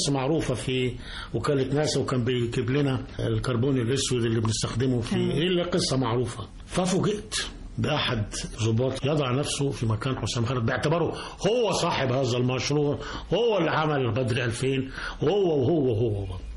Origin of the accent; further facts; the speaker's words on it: Cairo, Cairo Governorate, Egypt; من القاهرة.